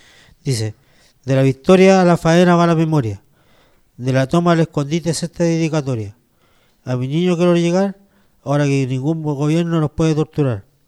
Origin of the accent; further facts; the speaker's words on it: Santiago, Santiago Metropolitan Region, Chile; yo vengo de Santiago, de Peñalolén